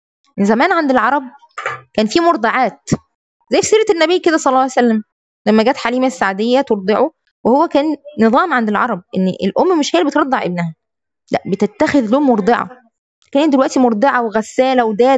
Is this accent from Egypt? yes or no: yes; Egypt; وعندنا في مصر كده في نساء كده